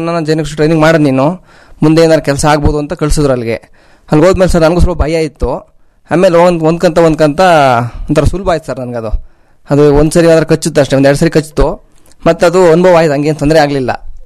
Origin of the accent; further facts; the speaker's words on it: Kenchammanaskote, Karnataka, India; ನನ್ನ ಊರು ಬಂದು ಕೆಂಚಮ್ಮನಸ್ಕೋಟೆ. … ಫಾರ್ಮರು, ಕೃಷಿಕರು.